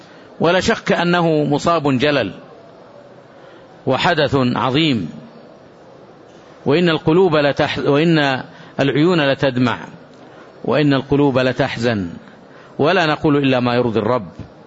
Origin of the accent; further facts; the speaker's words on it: Saudi Arabia; ما قامت عليه هذه البلاد المباركة، بلادنا المملكة العربية السعودية